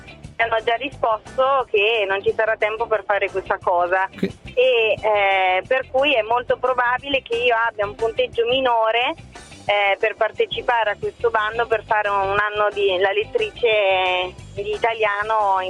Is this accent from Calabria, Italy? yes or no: no; Macerata, Marche, Italy; Io ho 23 anni e ho studiato, vengo da Macerata, quindi da una piccola realtà di provincia.